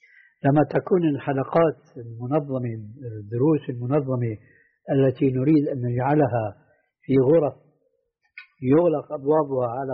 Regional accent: Damascus, Damascus Governorate, Syria; وهذا موجود عندنا في دمشق من كثرة

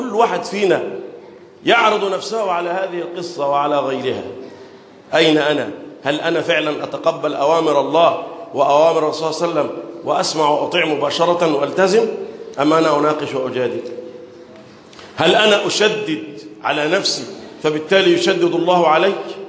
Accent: Egypt; اللهم احفظ بلدنا مصر وسائر بلاد

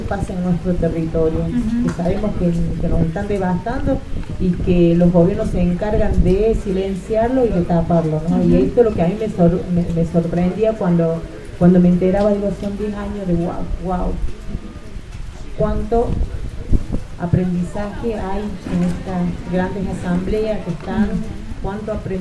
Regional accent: Córdoba, Argentina; Vengo de la provincia de Córdoba. Vivo en el barrio de Malinas, Argentina.

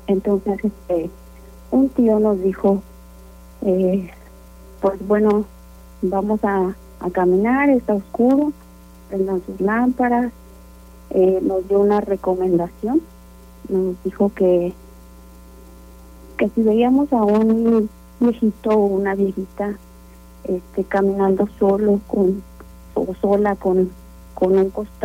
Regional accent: San Miguel de Allende, Guanajuato, Mexico; nosotros somos originarios aquí de San Miguel de Allende.

